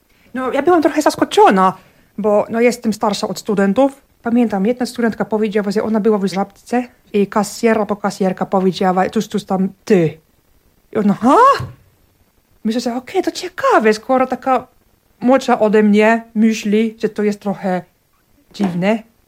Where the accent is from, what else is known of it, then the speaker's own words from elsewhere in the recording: Finland; Polish is a second language; now in Poland; Zapytał i tak, a Finlandia, oj, taki od razu, czemu Polska?